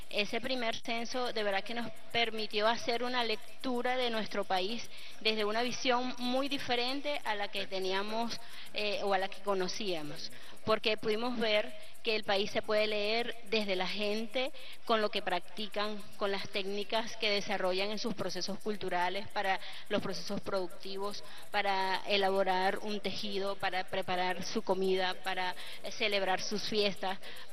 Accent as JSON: {"language": "Spanish", "country": "Venezuela", "said": "lo que somos como venezolanos y como venezolanas"}